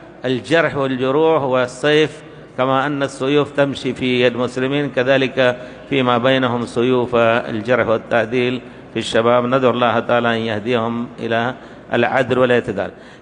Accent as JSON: {"language": "Arabic", "country": "India", "second_language": "Arabic", "moved": "yes", "lives_now": "Medina, Saudi Arabia", "said": "أنا لما وصلت من الهند إلى المدينة فكان يعني رغبتي يعني دراسة العربية واللغة"}